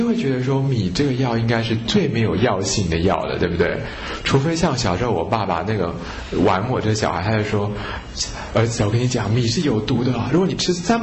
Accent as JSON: {"language": "Chinese", "country": "Taiwan", "said": "一般我们台湾人那个清粥小菜那个稀饭啊，那差很远啊"}